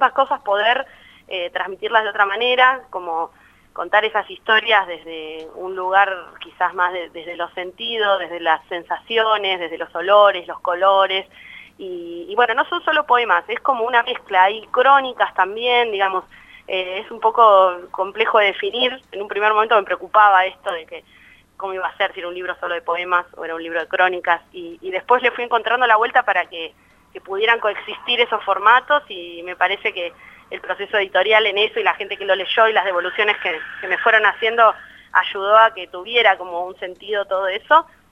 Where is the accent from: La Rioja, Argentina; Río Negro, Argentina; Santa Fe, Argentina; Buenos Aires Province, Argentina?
Río Negro, Argentina; Bariloche; yo vengo de Bariloche, como decías recién